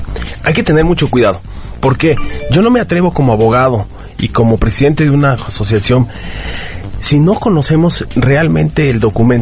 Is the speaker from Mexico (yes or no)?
yes; Mexico; nos va a pasar como en muchos asuntos que como mexicanos sabemos que son.